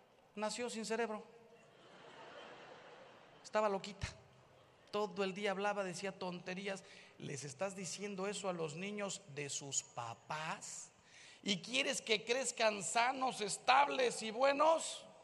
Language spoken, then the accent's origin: Spanish; Mexico; El señor Trump no sabe que si hace un muro, los que salimos ganando somos los mexicanos.